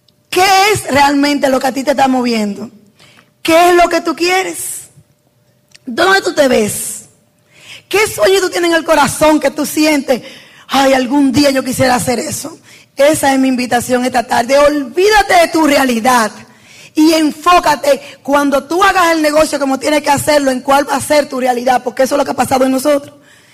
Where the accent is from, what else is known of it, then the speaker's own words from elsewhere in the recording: San Francisco de Macorís, Duarte, Dominican Republic; Acuérdate que yo soy de San Francisco de Macorís. Y nunca yo iba a tener estas oportunidades.